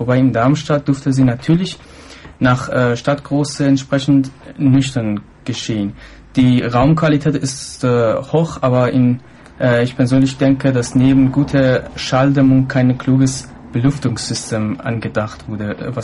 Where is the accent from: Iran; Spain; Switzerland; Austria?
Iran; German is a second language; Ich bin im Iran aufgewachsen